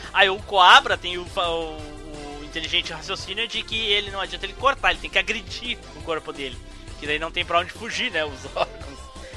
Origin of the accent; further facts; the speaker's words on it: Rio Grande do Sul, Brazil; E aqui no Sul, era, eu sou gaúcho.